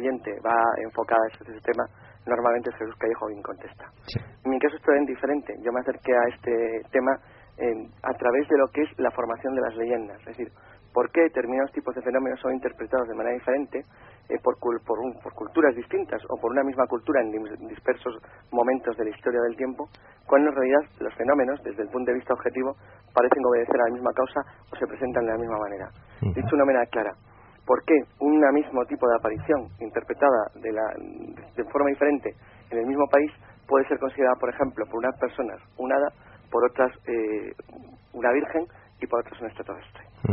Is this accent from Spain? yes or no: yes; Santander, Cantabria, Spain; now in Madrid, Spain; en marzo del año 90, que es cuando yo vengo de Santander a Madrid, me vengo a vivir a Madrid